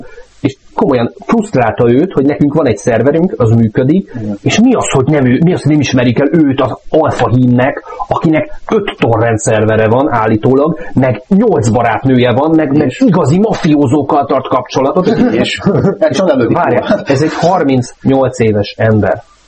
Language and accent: Hungarian; Budapest, Hungary; én is angyalföldi vagyok egyébként.